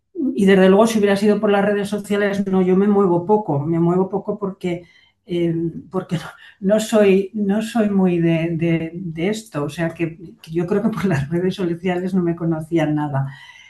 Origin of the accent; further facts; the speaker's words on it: Aragon, Spain; me muevo muy bien en este ambiente mío, de mi tierra, ¿no? Me gusta Aragón.